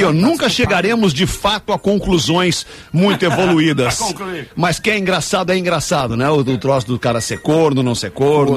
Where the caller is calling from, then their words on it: Santa Maria, Rio Grande do Sul, Brazil; sou de Santa Maria